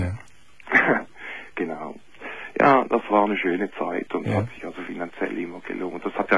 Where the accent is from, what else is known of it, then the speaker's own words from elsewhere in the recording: Switzerland; now in Germany; Ich bin Schweizer.